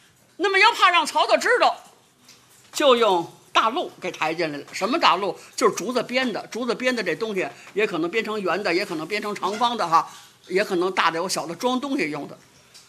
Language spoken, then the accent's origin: Chinese; Beijing, China; accent: Beijing dialect; 我们北京话不合姚姓